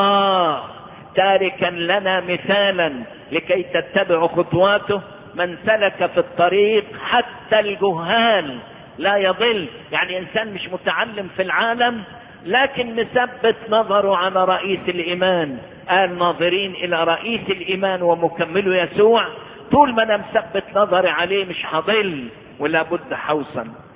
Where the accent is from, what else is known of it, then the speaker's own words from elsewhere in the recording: Egypt; واحنا نشكر ربنا اللي حبى بلدنا مصر